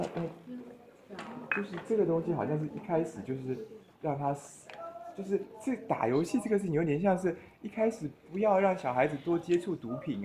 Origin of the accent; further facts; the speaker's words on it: Taiwan; 我们台湾这边的状况是说这样的，